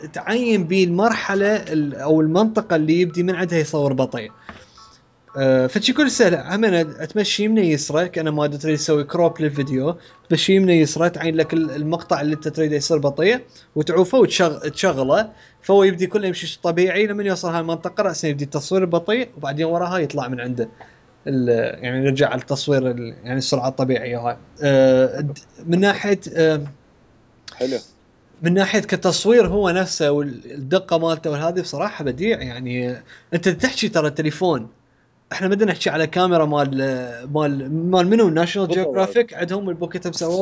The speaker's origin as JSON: {"language": "Arabic", "country": "Iraq", "lives_now": "United States", "said": "حتى بالعراق همينه اللي احنا عندنا"}